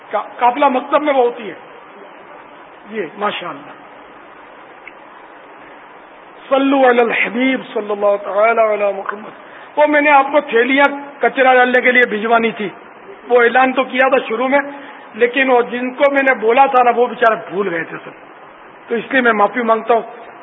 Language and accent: Urdu; Pakistan; ہمارا آبائی وطن تو ہند ہے لیکن اب ہم پاکستانی ہیں یار, پاکستانی بھی ہیں, ہندی بھی ہیں, ہم سندھی بھی ہیں, پنجابی بھی ہیں, پٹان بھی ہم سب ہیں.